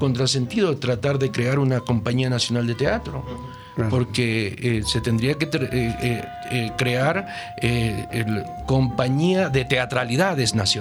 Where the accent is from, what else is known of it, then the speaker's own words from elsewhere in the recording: Argentina; Yo soy argentino.